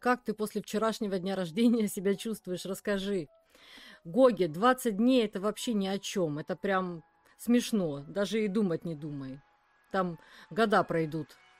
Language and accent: Russian; the south, Russia; мы не с Сибири, к счастью. Нет, мы наоборот с юга.